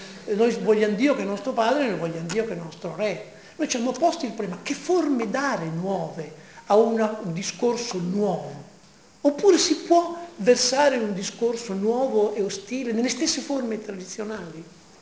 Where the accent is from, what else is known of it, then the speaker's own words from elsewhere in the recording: Emilia-Romagna, Italy; also born or lived in Palermo; siccome sono un palermitano di adozione, anche se sono romagnolo